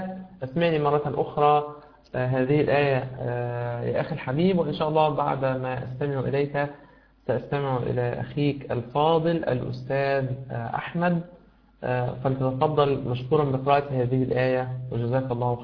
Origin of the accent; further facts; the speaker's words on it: Egypt; كما يقول بعض المشايخ عندنا في مصر ثلاث الذهب